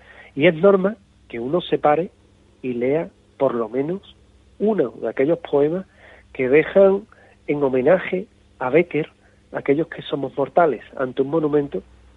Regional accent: Seville, Andalusia, Spain; algo que te explica la historia de mi tierra, el Ayuntamiento de Sevilla.

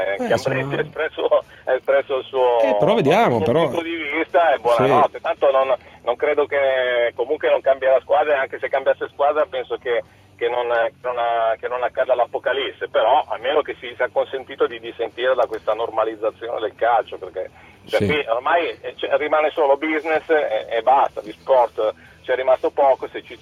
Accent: Milan, Lombardy, Italy; Io non, in realtà non sono di Torino, ma sono di Milano

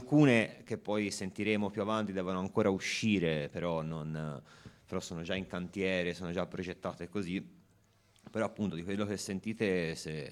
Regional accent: Alessandria, Piedmont, Italy; sono di Alessandria d'Egitto, no scherzo, sono di Alessandria tipo in Piemonte

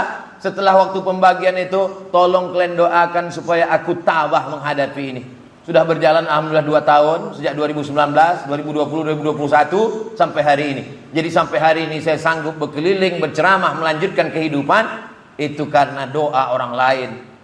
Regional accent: Riau, Indonesia; Saya dari Riau.

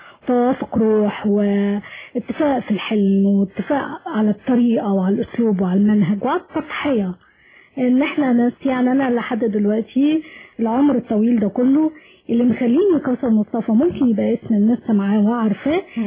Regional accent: Egypt; يعني انا مصريه

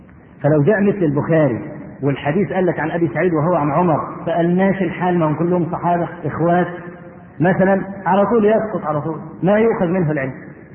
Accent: Egypt; عندنا في مصر

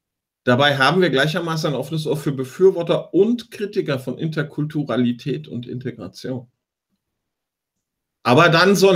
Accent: Vietnam; ich komme aus Vietnam und so.

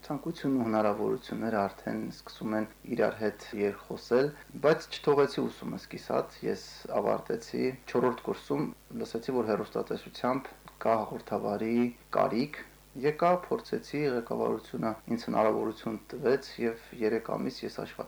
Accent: Serher, Armenia; Ծնվել եմ ես Սերհերում, այնտեղ եմ միջնակարգս ավարտել, այնտեղ եմ անցկացրել իմ ամենահետաքրքիր, ամենաբովանդակալից օրերը։

